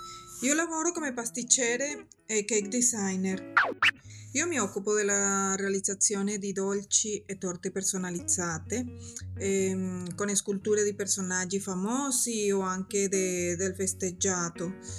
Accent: Caracas, Capital District, Venezuela; Italian is a second language; now in Salerno, Italy; Io sono nata a Caracas, Venezuela.

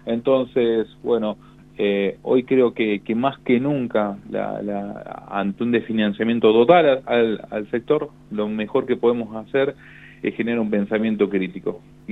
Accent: Argentina; esta música que nos define como argentinos, ¿no?

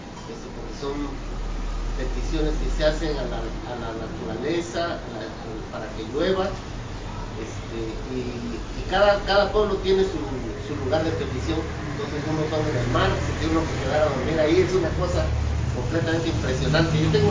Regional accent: Pochutla, Oaxaca, Mexico; yo soy de Pochutla. Pues es esta misma costa, ¿no? De aquí hasta Huatulco

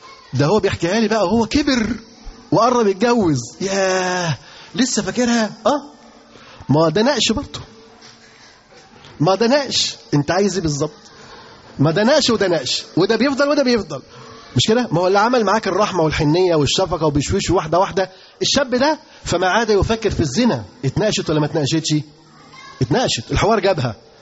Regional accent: Egypt; انتوا عارفين في كام طالب عندنا في مصر بيتعلم؟

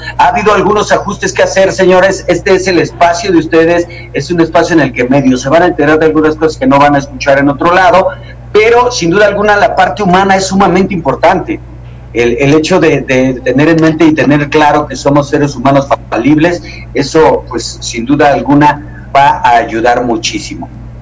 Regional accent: Iztapalapa, Mexico City, Mexico; Obviamente recordarán que soy oriundo de Iztapalapa

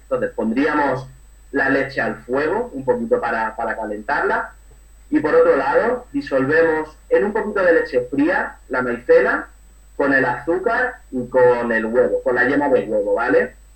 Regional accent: Málaga, Andalusia, Spain; also born or lived in Madrid; después ya me vine para Málaga. Yo soy de Madrid, pero llevo toda mi vida aquí en Málaga.

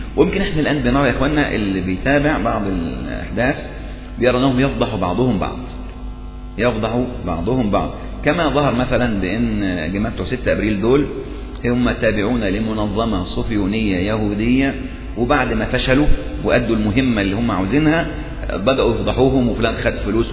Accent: Egypt; فنفس القضية يعني مثلا عندنا في مصر

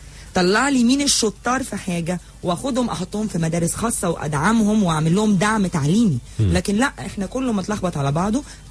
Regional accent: Egypt; الحاجة اللي انا كمصرية في تاريخي كنت بعملها من 200-300 سنة

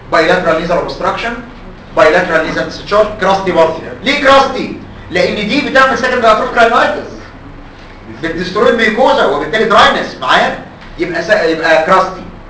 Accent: Egypt; انتوا عارفين ان اللي بيقولوا علينا كده كمصريين

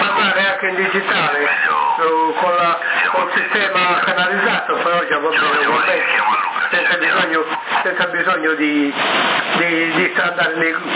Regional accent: Sassari, Sardinia, Italy; siamo noi della Sardegna, di Sassa, là, diciamo, il circondario

